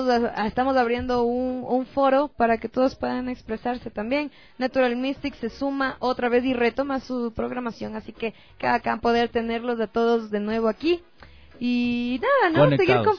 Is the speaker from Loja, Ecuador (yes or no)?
no; Manabí, Ecuador; Yo soy manaba ahí.